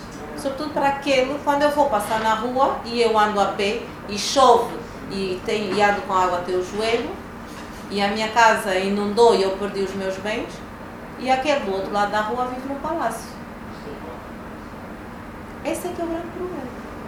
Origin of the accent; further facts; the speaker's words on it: Angola; nós como angolanos ainda não nos reconciliamos.